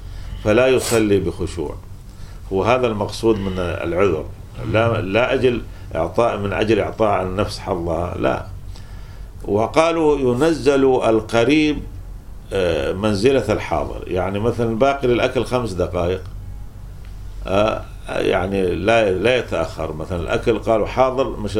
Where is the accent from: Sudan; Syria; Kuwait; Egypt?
Kuwait; عندنا في الكويت العصر أشد من الظهر